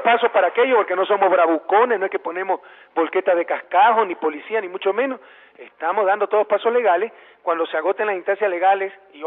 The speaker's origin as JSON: {"language": "Spanish", "town": "Guayaquil", "region": "Guayas", "country": "Ecuador", "tie": "born or raised there", "said": "como inicio de la fiesta de julio en mi ciudad natal, Guayaquil"}